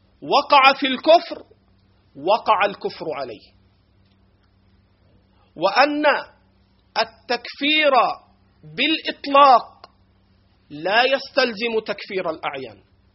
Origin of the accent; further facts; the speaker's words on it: Egypt; accent: Egyptian; على لهجتنا المصرية